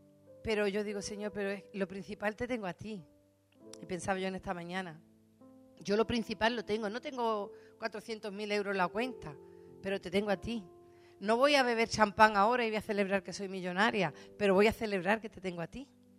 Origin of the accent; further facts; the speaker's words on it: Spain; y nosotros como españoles y como hermanos